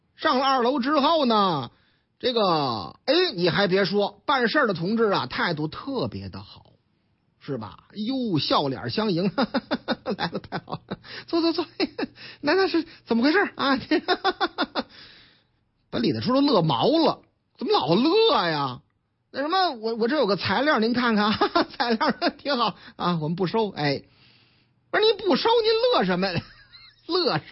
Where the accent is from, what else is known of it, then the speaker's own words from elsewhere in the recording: Tangshan, Hebei, China; 唐山啊，我老家，你看了没有？这回正差，我老家河北唐山